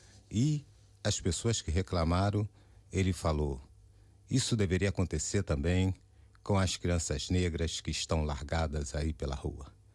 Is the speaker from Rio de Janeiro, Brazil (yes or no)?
yes; Nova Friburgo, Rio de Janeiro, Brazil; Lá no meu estado, do estado do Rio, de Friburgo